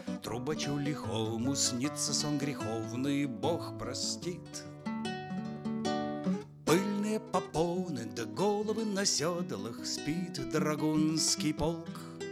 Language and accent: Russian; Lviv Oblast, Ukraine; first language Ukrainian; Russian is a second language; родом я с Львовщины, с Западной Украины. Мой родной язык украинский